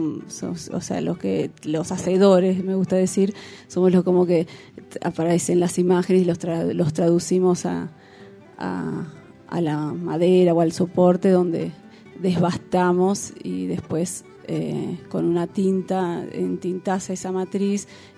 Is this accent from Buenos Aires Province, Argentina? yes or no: yes; La Plata, Buenos Aires Province, Argentina; Bueno, yo soy de la ciudad de La Plata, de Buenos Aires.